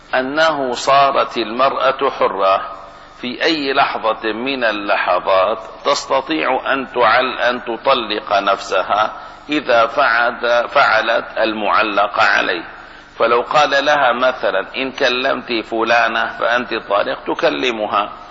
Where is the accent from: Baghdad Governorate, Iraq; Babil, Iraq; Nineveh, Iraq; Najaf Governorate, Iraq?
Baghdad Governorate, Iraq; Baghdad; accent: Baghdadi; معنى هذا لا عند لغتي ولهجتي أهل بغداد